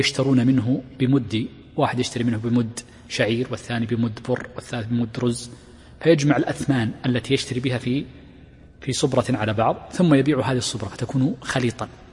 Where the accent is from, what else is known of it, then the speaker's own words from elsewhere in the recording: Riyadh Province, Saudi Arabia; accent: Najdi; هذه اللهجة التي عندنا هنا في الرياض ونجد ونحوها